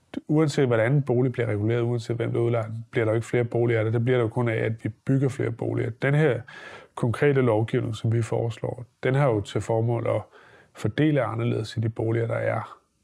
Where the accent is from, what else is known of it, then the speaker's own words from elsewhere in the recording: Holbæk, Zealand, Denmark; Et af dem ligger for eksempel i Holbæk, hvor jeg kommer fra.